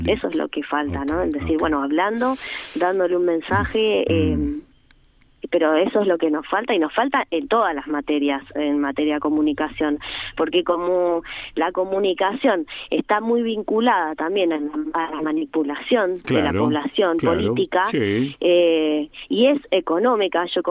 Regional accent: Argentina; con mensajes o con sentidos que puedan unificarnos en un hacer como argentinos

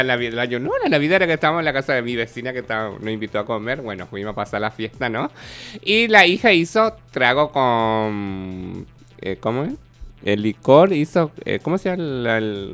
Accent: Paraguay; moved away; Yo me acuerdo que un día en mi país estábamos lavando ropa con mi sobrina, hacía un calor como acá, como hoy. Estamos hablando, fregando, viste que en Paraguay tienen que lavar con las manos y con cepillo.

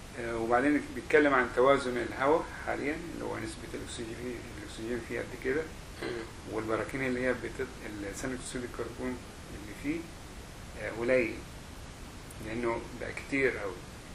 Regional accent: Egypt; moved away as an adult; انا مبسوط ان انا يعني وانا خرجت من مصر في فتره كانت جميله

